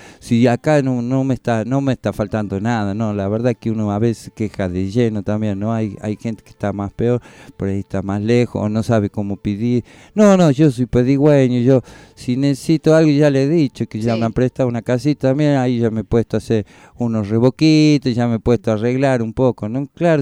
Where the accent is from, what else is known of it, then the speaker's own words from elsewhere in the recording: Calchaquí Valleys, Argentina; yo tengo de nacionalidad, yo soy de allá del Valle Calchaquís.